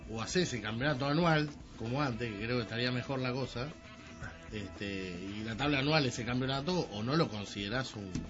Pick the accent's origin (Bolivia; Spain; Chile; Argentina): Argentina; Solo nosotros como argentinos tenemos derecho a forrearla